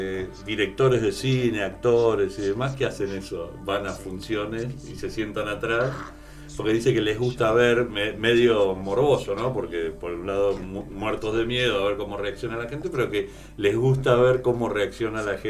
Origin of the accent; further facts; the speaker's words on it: La Boca, Buenos Aires, Argentina; yo nací y vivo en La Boca, y aunque todos los días espero el subte, no pasa.